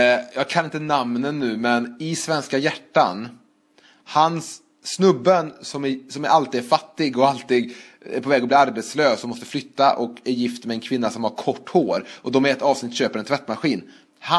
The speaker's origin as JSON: {"language": "Swedish", "town": "Trollhättan", "region": "Västra Götaland County", "country": "Sweden", "tie": "born or raised there", "said": "Man var hemma över sommaren i Trollhättan. Jag åker hem."}